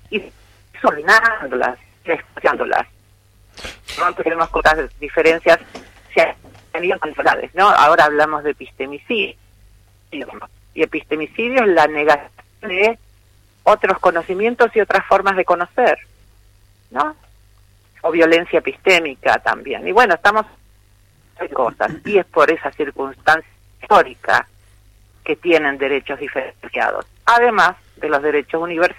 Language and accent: Spanish; Argentina; Como ciudadana argentina quiero creer que sí